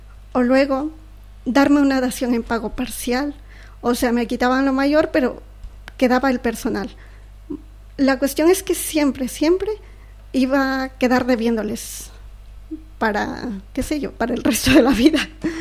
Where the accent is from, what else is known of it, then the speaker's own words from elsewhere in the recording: Ecuador; ecuatoriana.